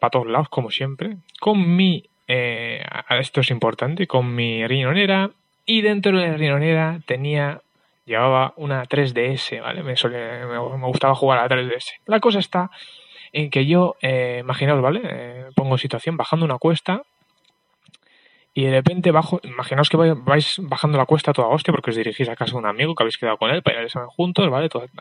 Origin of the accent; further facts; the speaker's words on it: Basque Country, Spain; Yo soy del País Vasco y, bueno, pues aquí la policía, digamos que es la policía de aquí